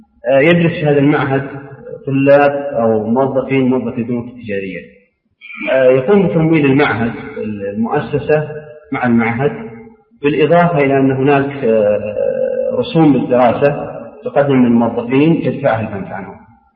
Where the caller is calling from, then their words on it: Riyadh, Riyadh Province, Saudi Arabia; حاولت أنا كثيرا من الرياض أتصل بالهاتف